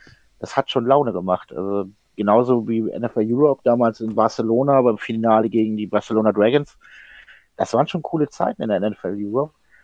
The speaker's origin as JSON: {"language": "German", "region": "Berlin", "country": "Germany", "tie": "born there", "lives_now": "Düsseldorf, Germany", "said": "Ich bin ja in Berlin geboren."}